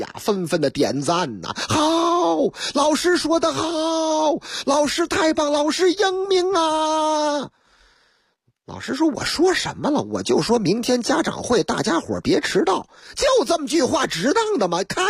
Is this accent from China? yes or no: yes; Shanghai, China; first language Shanghainese; 用我老家阿拉桑哎哇哎上海话嘛